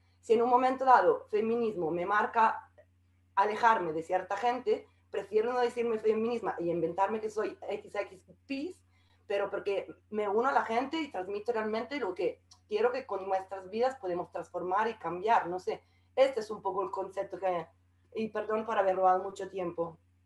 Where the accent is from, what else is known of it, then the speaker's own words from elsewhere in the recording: central Italy, Italy; Spanish is a second language; moved away as an adult; also born or lived in South America; now in Madrid, Spain; Yo, se nota que soy italiana, obviamente, vivo en Madrid desde hace 9 años y he estado antes en Sudamérica. Y con 20 años yo me iba a ser monja de clausura, Digamos, soy de una familia del centro de Italia, súper cato comunista